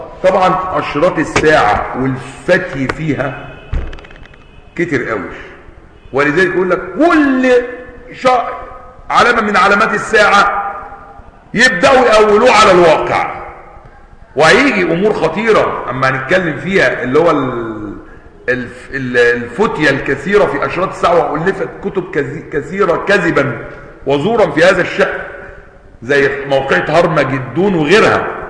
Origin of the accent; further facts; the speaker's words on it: Egypt; زي ما كانوا عندنا في مصر قديما بيسموا القطن الذهب